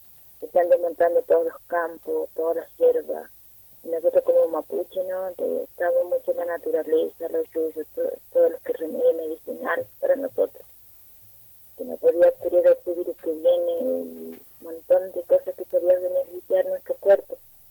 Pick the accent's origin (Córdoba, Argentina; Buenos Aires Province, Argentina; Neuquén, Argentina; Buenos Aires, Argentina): Neuquén, Argentina; Chos Malal; vengo de Chosmalal, de una comunidad mapuche de acá la zona norte.